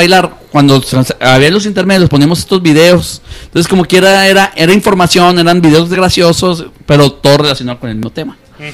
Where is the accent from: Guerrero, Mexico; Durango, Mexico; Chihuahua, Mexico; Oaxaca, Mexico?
Chihuahua, Mexico; Ciudad Juárez; born there; yo nací aquí en Juárez y me siento muy orgulloso y quiero mi ciudad